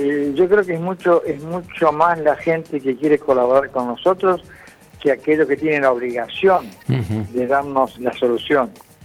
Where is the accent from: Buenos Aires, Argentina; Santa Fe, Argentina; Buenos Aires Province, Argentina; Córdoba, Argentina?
Santa Fe, Argentina; yo soy santafesino, de ley, como dice la canción